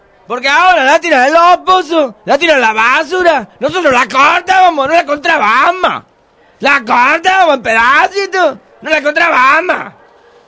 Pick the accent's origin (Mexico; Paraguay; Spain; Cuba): Spain; Córdoba, Andalusia; Yo soy de Córdoba, nacido, establecido, cerca de la cachetalle.